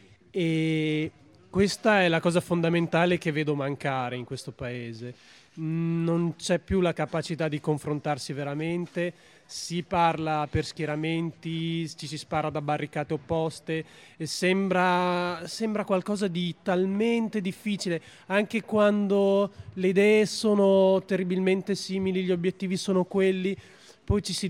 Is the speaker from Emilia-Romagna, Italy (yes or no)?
yes; Bologna, Emilia-Romagna, Italy; Sì, sono uno dei pochi bolognesi di Bologna